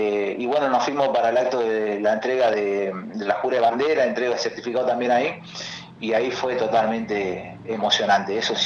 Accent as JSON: {"language": "Spanish", "region": "Chaco", "country": "Argentina", "said": "va a ir a parar hasta el norte, hasta el litoral, de donde yo soy, hasta el Chaco."}